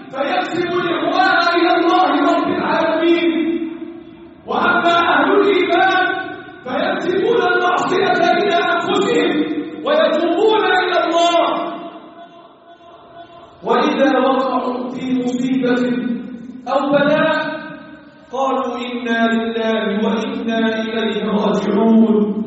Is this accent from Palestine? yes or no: no; Egypt; اللهم احفظ بلدنا مصر وسائر بلاد المسلمين